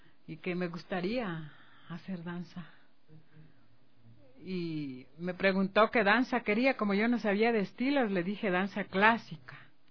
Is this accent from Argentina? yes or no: no; Quito, Pichincha, Ecuador; born there; Yo nací en Quito. Uh-huh. Nací en Quito y amo esta ciudad.